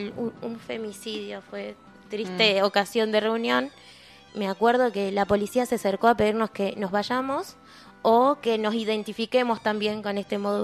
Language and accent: Spanish; Chacabuco, Buenos Aires Province, Argentina; De Chacabuco.